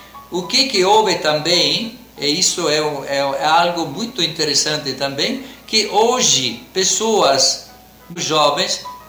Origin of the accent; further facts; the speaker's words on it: Italy; Portuguese is a second language; Em outros países, por exemplo, lá na minha terra, essa festa sumiu na quinta-feira e se celebra sempre no domingo seguinte.